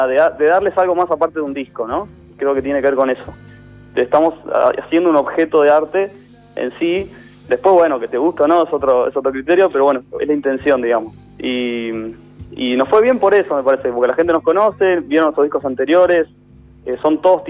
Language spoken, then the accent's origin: Spanish; Buenos Aires, Argentina; yo soy de Caballito y también es un orgullo tocar en el barrio.